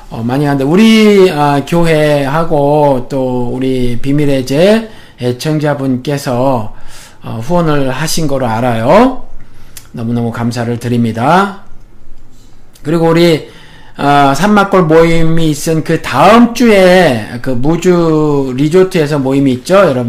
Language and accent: Korean; South Korea; 제가 한국 사람이니까